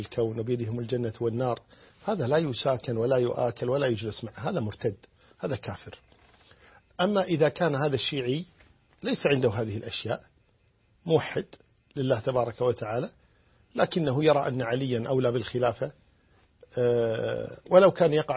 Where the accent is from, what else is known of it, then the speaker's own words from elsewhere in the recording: Kuwait; وعندنا في الكويت نقول نشرق باسمه